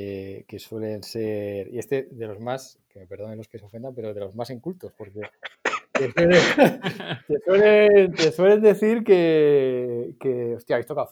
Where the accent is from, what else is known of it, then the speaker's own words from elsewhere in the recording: León, Castile and León, Spain; ¿León a Castilla? Mi pueblo, ya está.